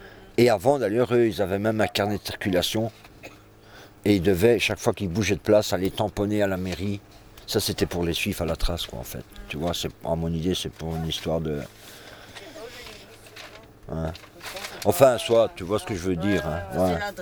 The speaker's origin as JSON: {"language": "French", "country": "Belgium", "said": "même moi en tant que Belge, j'ai une carte d'identité qui est pourrie"}